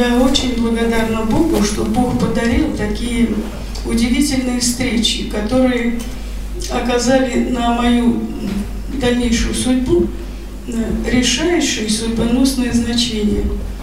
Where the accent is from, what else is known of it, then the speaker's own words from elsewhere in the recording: Moscow, Russia; born there; Я родилась в Москве.